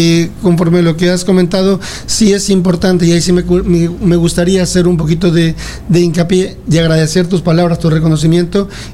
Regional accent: Ecuador; now in Spain; yo soy de Ecuador, orgullosamente ecuatoriano, aunque amo esta tierra, más de 22 años ya aquí en España, pero claro, uno no olvida sus raíces.

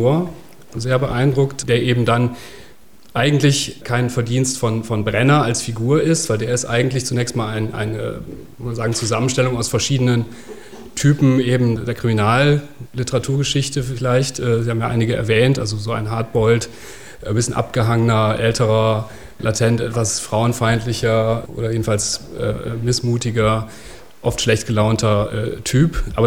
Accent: Northern Germany, Germany; dass man von Anfang an, gerade als Norddeutscher, diesen ganz unverwechselbaren Ton, diesen Sound, diese Kunstsprache

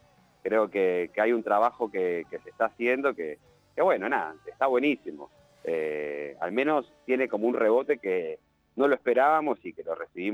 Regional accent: Berisso, Buenos Aires Province, Argentina; si bien no somos de Uruguay, toda la banda es de la ciudad de Berizo, al lado de La Plata

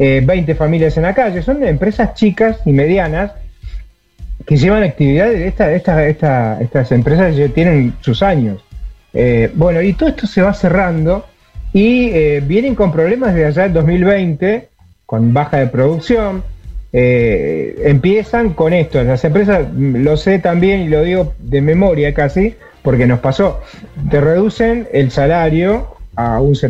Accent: Argentina; digo tenemos porque soy argentino, somos argentinos

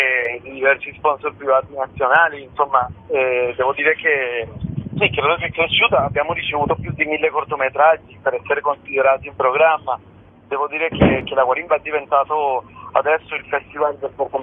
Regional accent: Venezuela; io sono cresciuto in Venezuela. E ho deciso di tornare ad Amantea, nel paese dei miei nonni

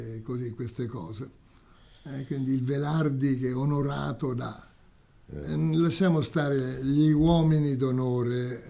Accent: Naples, Campania, Italy; io sono napoletano pure io, insomma, diciamo di storia, di tradizione, di antropologia, eccetera.

